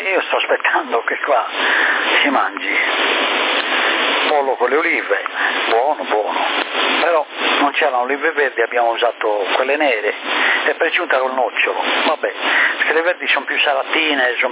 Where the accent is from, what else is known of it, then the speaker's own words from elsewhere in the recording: Sassari, Sardinia, Italy; also born or lived in Genoa; Io sono solo nato a Genova, ma poi subito dopo ritornati a Sassari. Quindi solo di nascita a Genova. Padre sardo